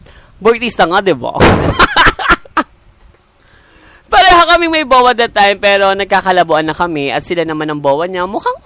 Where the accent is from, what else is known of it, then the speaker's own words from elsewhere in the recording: Central Luzon, Philippines; Mag-isa lang kasi ako sa apartment na nire-rent ko. Taga Bulacan kasi ako.